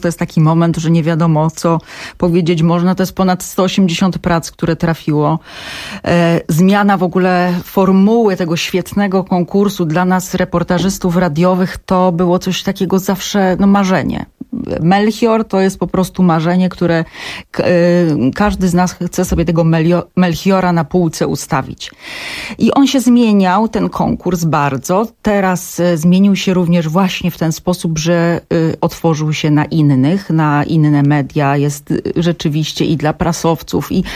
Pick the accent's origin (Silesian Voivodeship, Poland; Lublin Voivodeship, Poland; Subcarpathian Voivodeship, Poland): Silesian Voivodeship, Poland; Ja jestem ze Śląska, bardzo często i gęsto o tym mówię i to powtarzam.